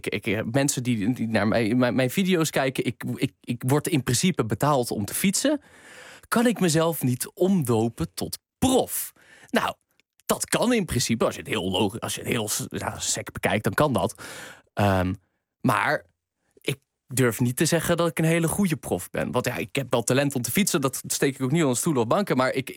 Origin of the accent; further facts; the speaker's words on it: Groningen, Netherlands; Ik ben zelf een Groninger, ik ben een echte nuchtere jongen.